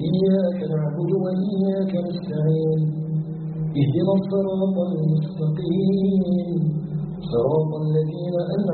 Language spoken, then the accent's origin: Arabic; Algeria; أسأله تبارك وتعالى أن يجعل بلدنا الجزائر بلدا آمنا مطمئنا